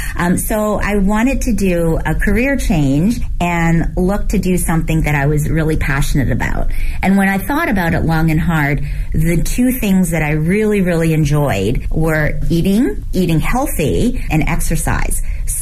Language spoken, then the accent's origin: English; Canada; born or raised there; moved away as an adult; also born or lived in Hong Kong / New York; now in Beijing, China